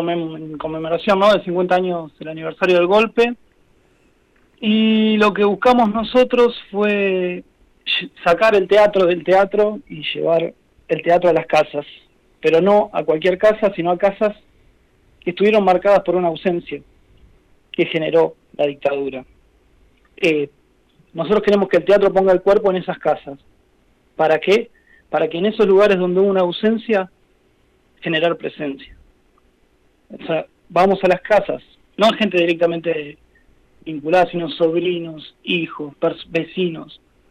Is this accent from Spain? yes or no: no; Trenque Lauquen, Buenos Aires Province, Argentina; also born or lived in La Plata; yo no soy de La Pampa, yo soy de Trenquelau, que después me fui a estudiar a La Plata